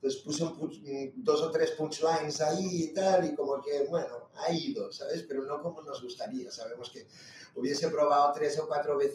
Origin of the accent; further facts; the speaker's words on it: Brazil; Mira, obvio, yo vengo de Brasil, ahí ya el humor es un poquillo diferente, ¿no?